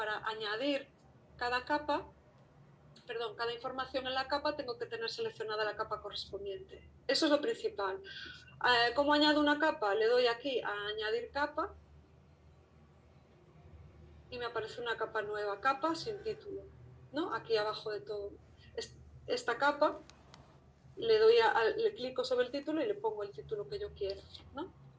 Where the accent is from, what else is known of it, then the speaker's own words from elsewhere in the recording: Galicia, Spain; first language Galician; Spanish is a second language; perdón que lo tengo en lengua gallega porque es la lengua, mi lengua madre